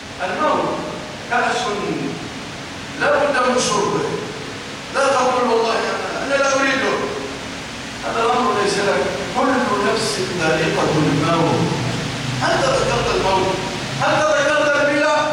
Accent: Egypt; اللهم ارزق بلادنا مصر الأمن والأمان والاستقرار

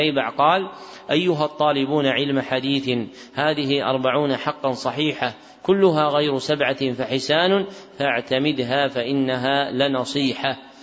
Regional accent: Najd, Saudi Arabia; منهم من أهل بلدنا نجد

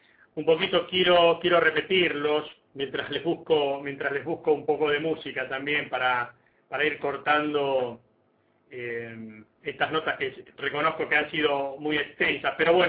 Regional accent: Argentina; haciéndonos responsables de que somos argentinos y que nuestro país tiene que engrandecerse

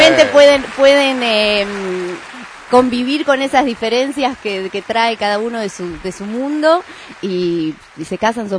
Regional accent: Buenos Aires, Argentina; born there; Yo nací en Villa Urquiza.

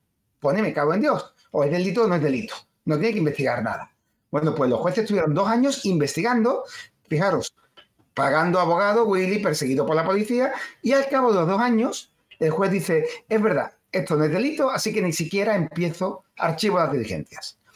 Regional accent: Spain; Una vergüenza casi como español.

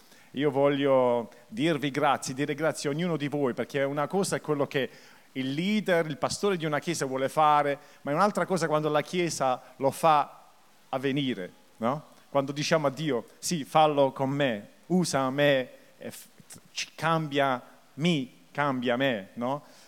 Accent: Taranto, Apulia, Italy; Io sono tarantino, perché l'accento forse può ingannare, perché io sono un po' confuso ora tra il francese, l'inglese, il tedesco, ma in effetti le radici sono di Taranto, no? Taranto vecchio, mio padre.

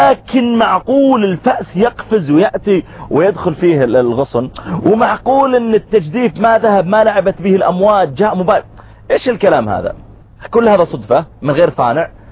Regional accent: Saudi Arabia; وأقول أنا جئت من السعودية وكذا

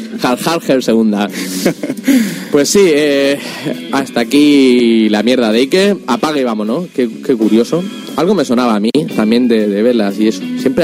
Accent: Orihuela, Valencian Community, Spain; yo soy de Orihuela, pero no, también se dice botelleo. Aquí decimos botelleo y nos duele los oídos el oír botellón.

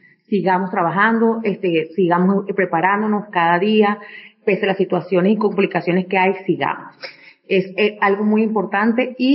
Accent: Venezuela; nosotros tenemos un gran desarrollo y un gran papel importante como mujeres venezolanas

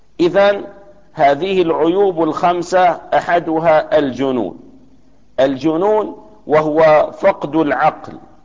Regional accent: Damascus, Damascus Governorate, Syria; وعندنا في دمشق توجد مشفى خاصة لهؤلاء الناس

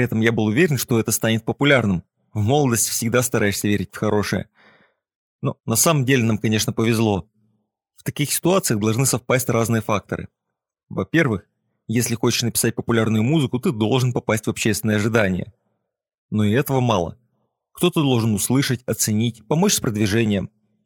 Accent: Novosibirsk, Novosibirsk Oblast, Russia; Я из Новосибирска. Это там, где иногда бывает холодно. И там я начал заниматься музыкой.

